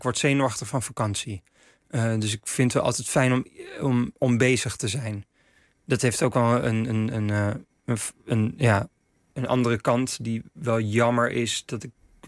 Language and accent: Dutch; The Hague, South Holland, Netherlands; Ja, ik kwam wel uit Den Haag, dus ik dacht al wel te weten wat het is om in een stad te wonen.